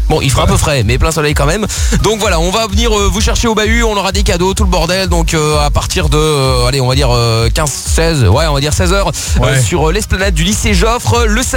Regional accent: Portugal; Ouais, moi je suis portugais. Alors 11 degrés pour moi c'est un peu frais.

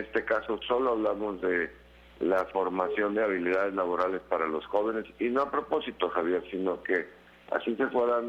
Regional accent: Mexico; nosotros de responder a esa unidad como mexicanos

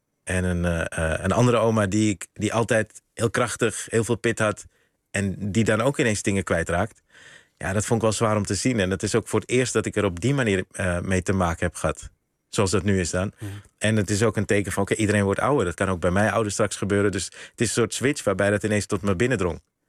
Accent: Netherlands; Ik ben eigenlijk hier opgegroeid in Nederland zonder dat ik die oma's vaak zag.

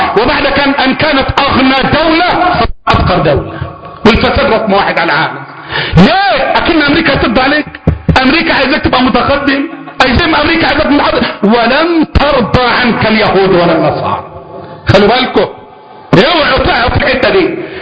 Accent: Egypt; ما احنا عارفين مصريين احنا

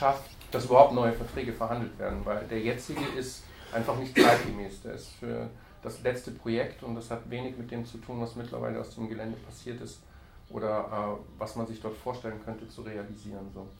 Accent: Berlin, Germany; wenn wir als Berliner, wenn wir genügend Mitmenschen versammeln

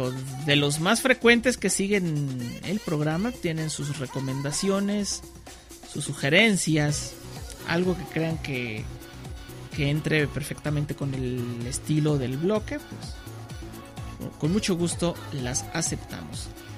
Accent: Aguascalientes, Mexico; Soy de Aguascalientes, México, para quienes no lo sepan

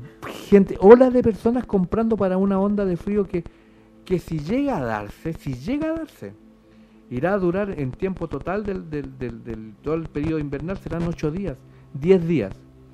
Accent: Chile; Bueno, yo soy chileno, aquí yo hablo español.

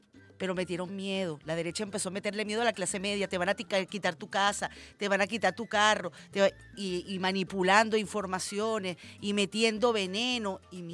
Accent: Venezuela; Ante todo somos venezolanos y venezolanas.

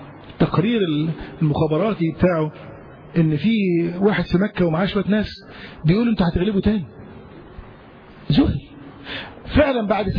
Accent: Yemen; الإسلام والنور دخل عندنا في اليمن

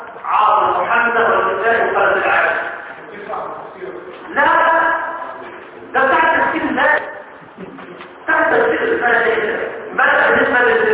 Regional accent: Egypt; احنا احنا كمصريين

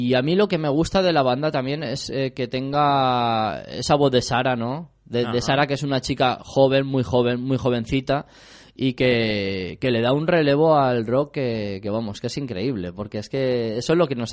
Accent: Valencia, Valencian Community, Spain; now in Getafe, Spain; yo no soy de Getafe de toda la vida. O sea, yo vengo desde Valencia, llevo 10 años en Getafe.

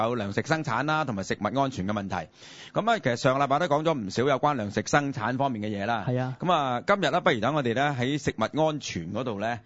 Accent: China; 原来除咗我哋中国人有咸鱼咧

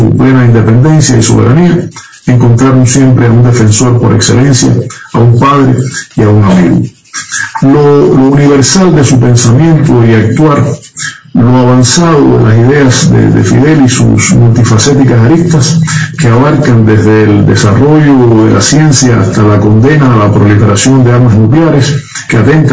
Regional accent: Cuba

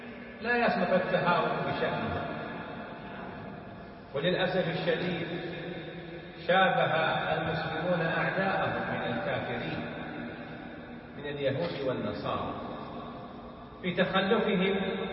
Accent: Saudi Arabia; ولهذا في بلادنا المملكة العربية السعودية

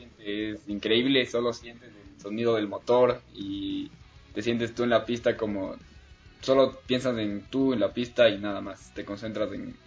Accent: Ecuador; born there; nací en Ecuador y actualmente me estoy dedicando al kartismo profesional.

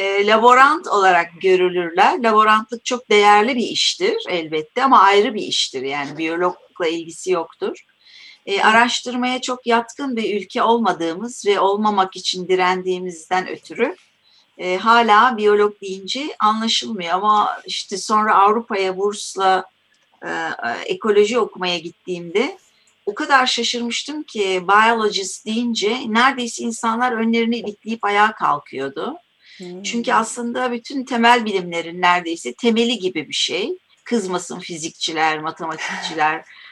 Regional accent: Kadıköy, Istanbul, Turkey; Ben eski konuklardanım ve dostlarım benim artık mahalleden de dostlarım. Kadıköylüyüz hepimiz.

